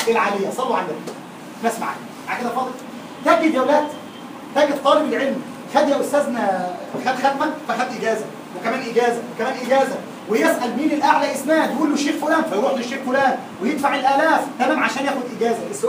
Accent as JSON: {"language": "Arabic", "country": "Egypt", "said": "وضحت ان الشيخ عندنا في مصر مهزقه"}